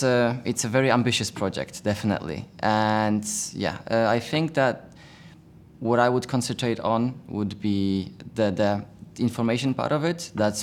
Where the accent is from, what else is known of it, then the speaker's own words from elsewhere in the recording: Poland; I'm from Poland.